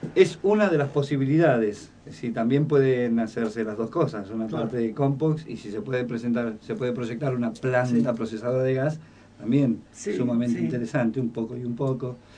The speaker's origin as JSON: {"language": "Spanish", "town": "Rosario", "region": "Santa Fe", "country": "Argentina", "said": "yo vengo de Rosario, y cercano a Rosario, que es toda zona agropecuaria y ganadera"}